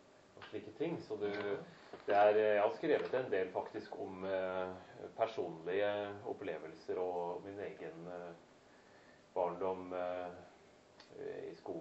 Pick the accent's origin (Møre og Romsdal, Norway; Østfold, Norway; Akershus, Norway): Østfold, Norway; Gjelløy; utgangspunktet er vel på en måte at jeg har vokst opp på Gjelløy.